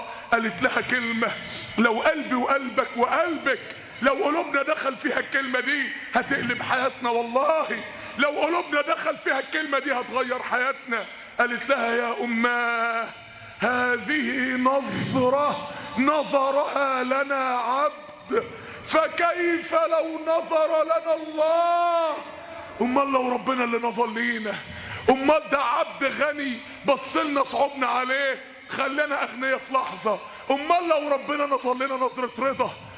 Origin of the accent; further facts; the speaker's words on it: Mansoura, Dakahlia, Egypt; كان عندنا في المنصورة شاب من الشباب